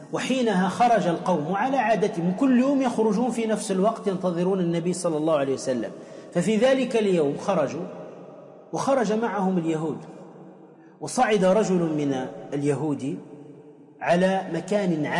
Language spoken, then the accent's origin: Arabic; Tunisia; حتى عندنا في تونس يقول وين دمك وين همك